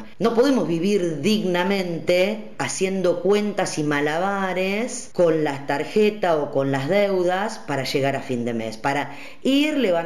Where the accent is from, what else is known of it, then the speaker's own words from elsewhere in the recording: Argentina; como pueblo, como nación argentina